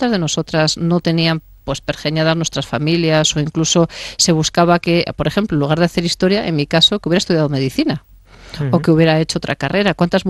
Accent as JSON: {"language": "Spanish", "town": "León", "region": "Castile and León", "country": "Spain", "said": "Primero porque soy leonesa"}